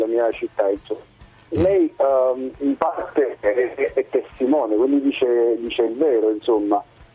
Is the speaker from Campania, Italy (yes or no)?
yes; Naples, Campania, Italy; siamo da Napoli, sono napoletano